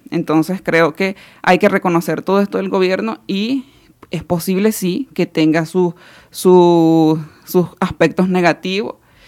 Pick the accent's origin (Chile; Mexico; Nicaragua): Nicaragua; no solamente nosotras como parte de nuestra asociación o como campesina o como ciudadanas nicaragüenses